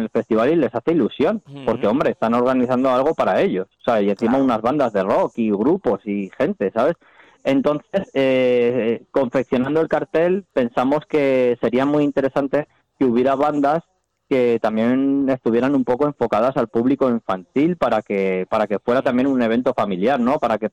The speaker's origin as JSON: {"language": "Spanish", "town": "Valencia", "region": "Valencian Community", "country": "Spain", "said": "que son de Valencia, sí, como dices, de mi tierra"}